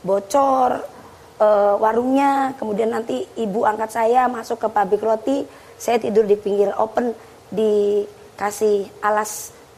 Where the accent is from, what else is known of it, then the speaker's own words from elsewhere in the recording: Jakarta, Indonesia; born there; Saya pun juga lahir di Jakarta, lahirnya di Jakarta.